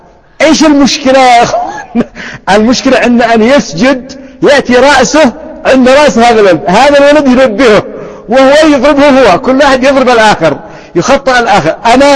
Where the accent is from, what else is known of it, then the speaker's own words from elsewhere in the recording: Yemen; فيسمى هذا عندنا في اليمن غيان